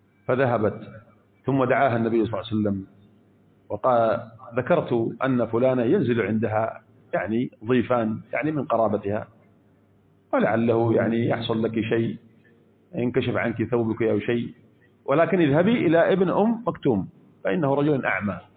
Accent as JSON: {"language": "Arabic", "country": "Yemen", "said": "كم عندنا في اليمن حصل من عانة اليمن من هذه الجرائم الإرهابية؟"}